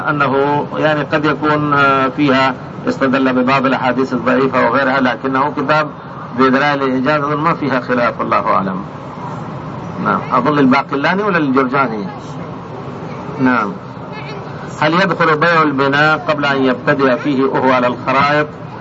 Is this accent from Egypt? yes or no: yes; Egypt; عندنا في مصر نستاجر الأرض فيها البستان مثلا البرتقال السنة والسنتين